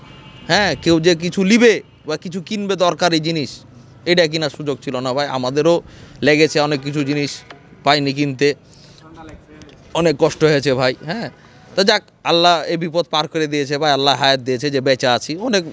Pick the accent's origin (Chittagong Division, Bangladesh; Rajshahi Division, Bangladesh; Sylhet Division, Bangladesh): Rajshahi Division, Bangladesh; Rajshahi; যেহেতু আমরা রাজশাহীর লোকের তো একটু বুঝে নিত